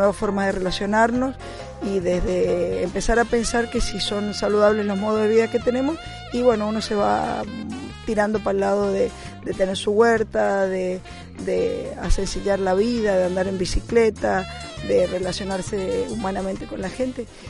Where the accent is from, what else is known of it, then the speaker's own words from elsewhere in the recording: Mendoza, Argentina; yo que vengo de Mendoza, en donde también estamos luchando contra la megaminería